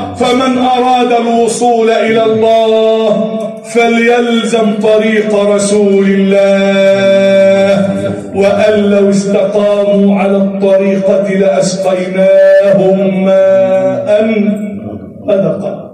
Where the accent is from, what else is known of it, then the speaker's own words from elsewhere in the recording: Egypt; اجعل بلدنا مصر أمنا أمانا، شفاء رخاء، وسائر بلاد